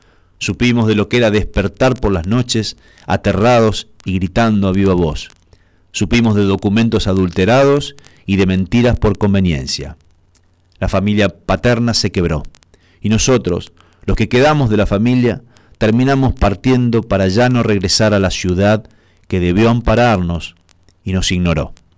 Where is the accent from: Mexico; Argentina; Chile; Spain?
Argentina; Cañada de Gómez, Santa Fe; es de mi ciudad natal, de Cañada de Gómez